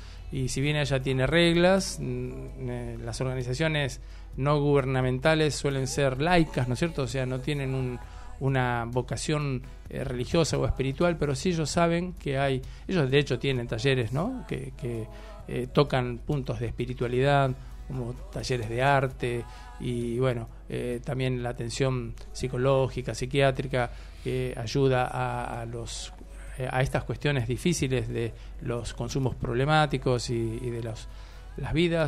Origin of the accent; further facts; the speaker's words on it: Argentina; para que nos unamos como argentinos